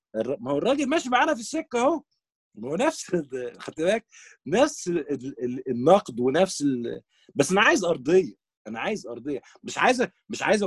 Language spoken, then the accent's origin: Arabic; Palestine; وانا كفلسطيني بيني وبينك عندي مشكله مع اصحاب الفلسطينيين هنا